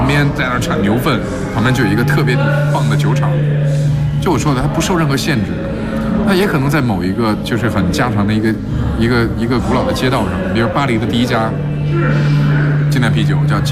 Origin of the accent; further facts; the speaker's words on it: California, United States; 我是加州的